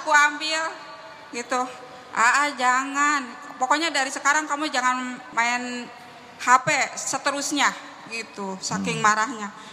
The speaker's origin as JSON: {"language": "Indonesian", "town": "Kuningan", "region": "West Java", "country": "Indonesia", "said": "kan saya orang Kuningan ya yang dekat"}